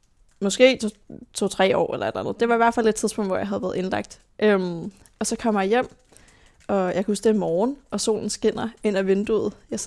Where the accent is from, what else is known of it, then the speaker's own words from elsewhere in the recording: Roskilde, Zealand, Denmark; born there; Jeg blev født i 2001 på Halloween.